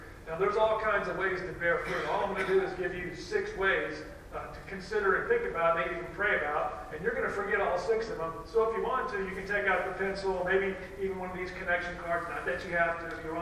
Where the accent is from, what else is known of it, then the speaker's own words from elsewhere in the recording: Texas, United States; So that's the way it is in some parts of my home state, Texas, over there on the west side of Texas.